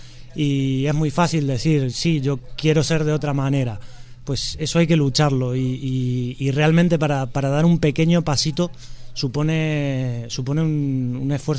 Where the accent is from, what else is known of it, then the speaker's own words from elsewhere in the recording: Argentina; yo vengo de Argentina